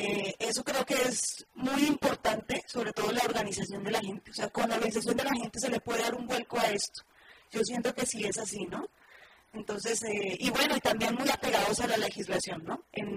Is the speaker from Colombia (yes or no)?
yes; Colombia; now in Mexico; soy colombiana. Y pues allá también nos encontramos con un problema muy, muy grave.